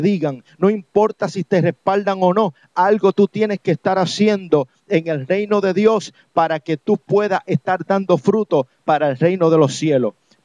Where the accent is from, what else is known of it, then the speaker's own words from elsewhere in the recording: Puerto Rico; yo soy de Puerto Rico, yo he vivido mucho tiempo en Puerto Rico y la mayor parte de mi vida yo me crié allá.